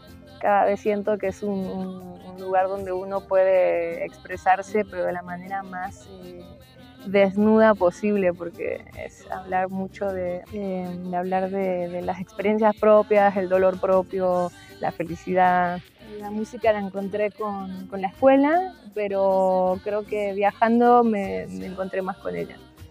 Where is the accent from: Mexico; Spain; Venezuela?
Mexico; now in Argentina; hoy vivo acá en Tras la Sierra, en Argentina, aunque soy mexicana.